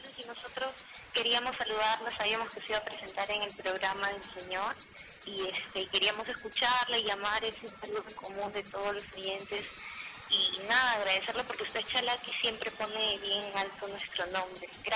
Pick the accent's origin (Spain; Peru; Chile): Peru; Bellavista, Callao; soy de Bellavista.